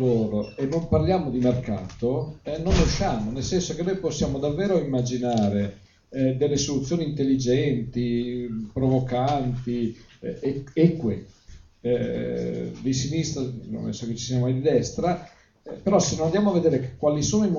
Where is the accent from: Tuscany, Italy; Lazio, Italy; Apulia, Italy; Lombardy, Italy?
Tuscany, Italy; Allora, io sono un eretico, detto da toscano rompicoglioni